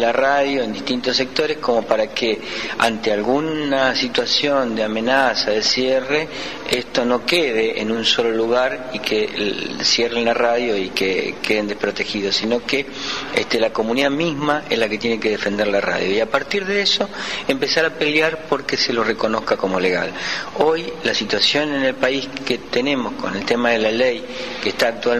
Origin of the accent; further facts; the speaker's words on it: Rosario, Santa Fe, Argentina; vengo de la ciudad de Rosario